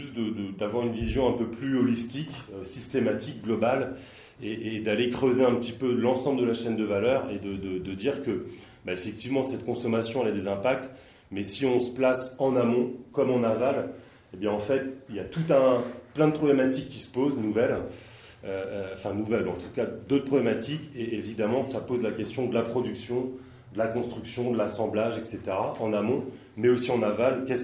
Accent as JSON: {"language": "French", "town": "Nantes", "region": "Pays de la Loire", "country": "France", "said": "parce que moi je suis de Nantes et j'ai tourné un petit peu plus ailleurs"}